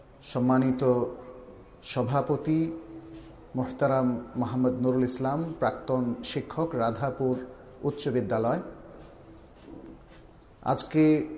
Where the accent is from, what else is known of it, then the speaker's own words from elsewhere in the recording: Sonaimuri, Chittagong Division, Bangladesh; born there; আমার জন্ম গ্রামেই হয়েছিল, এই নোয়াখালীরই সোনাইমুড়ি, আমাদের বাড়ির নাম ছিল মৌলবী ইব্রাহিম সাহেবের বাড়ি সেখানে, ফলে আমি কিন্তু আমার জন্মস্থানের কাছেই চলে এসেছি